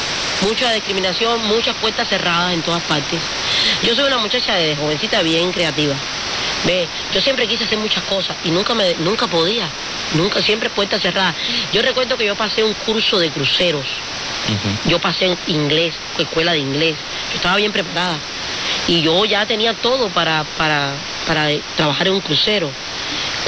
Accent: Cuba; Y toco mucho a veces los puntos de Cuba, lo que está pasando, por ejemplo, en mi pueblo, que se están botando para la calle en estos días.

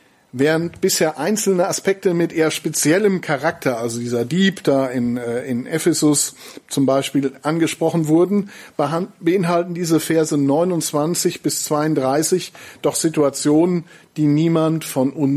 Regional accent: North Rhine-Westphalia, Germany; Ich komme ja, wie gesagt, aus dem Siegerland

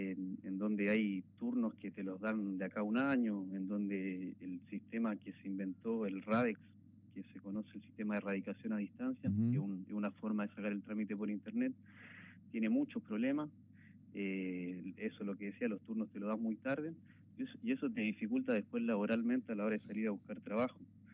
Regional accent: Chile; yo hace mucho tiempo no venía, soy de Chile

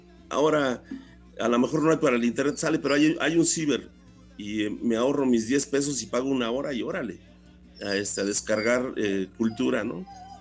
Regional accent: Mexico; pues las cosas en México no, el hecho de que seamos mexicanos, pues no fue así de todos ya somos mexicanos

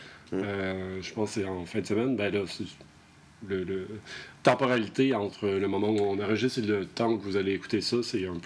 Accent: Lévis, Quebec, Canada; Moi, je venais tout juste d'arriver. Je viens de Lévis, en face de Québec

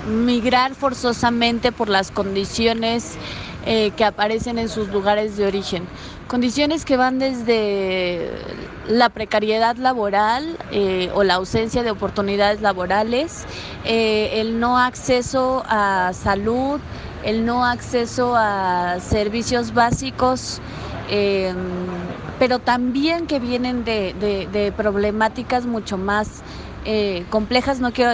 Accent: Mexico; soy de México

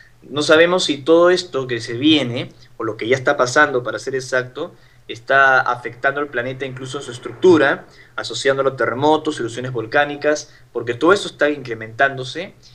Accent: Peru; trato de compartir lo que me pasó en mi país de origen, en el Perú

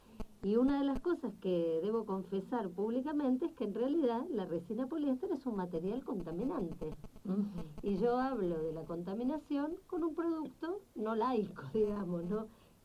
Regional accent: Argentina; Como argentina, como terráquea

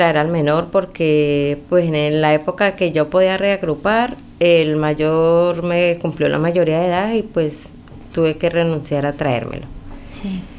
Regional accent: Cali, Valle del Cauca, Colombia; Yo soy de Cali, Colombia, sí. Una de las ciudades más lindas de nuestro país.

